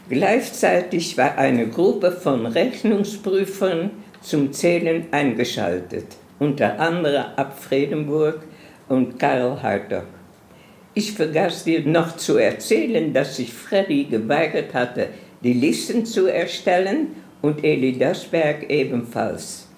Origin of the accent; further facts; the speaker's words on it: Amsterdam, North Holland, Netherlands; born there; German is a second language; Ich bin geboren in Amsterdam, in einem sehr schönen Viertel von Amsterdam.